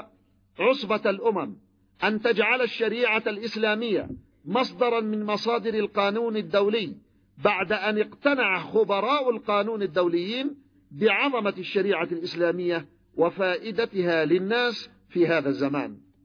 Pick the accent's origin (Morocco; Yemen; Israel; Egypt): Yemen; تذكرون المعركة عندنا في اليمن هنا لما كانت المعركة الدستورية